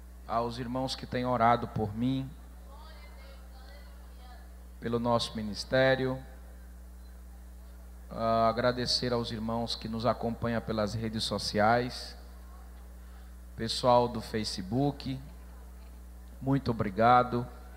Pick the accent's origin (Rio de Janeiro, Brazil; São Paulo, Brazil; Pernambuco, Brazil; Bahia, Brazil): Pernambuco, Brazil; São José da Coroa Grande; Somos da mesma cidade, sou natural de São José da Coroa Grande, ele também é.